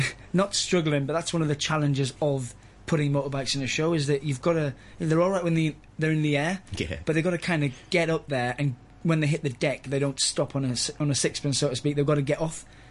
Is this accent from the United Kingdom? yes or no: yes; England, United Kingdom; also born or lived in Gibraltar; I was born in Gibraltar, in Spain, and then I moved to England